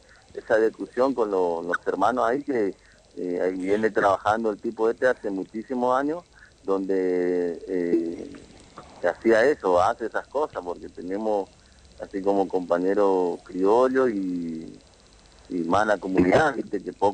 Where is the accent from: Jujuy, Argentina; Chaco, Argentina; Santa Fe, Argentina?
Chaco, Argentina; nosotros venimos de una localidad del campo, en Colonia Borís, en el lote 39. Somos familia de él, de ahí de la localidad de esa, al sur de Quitiliti.